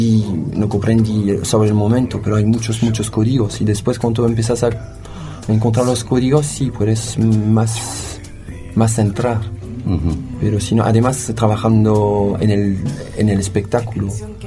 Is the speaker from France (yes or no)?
yes; France; Spanish is a second language; soy francés, tengo 41 años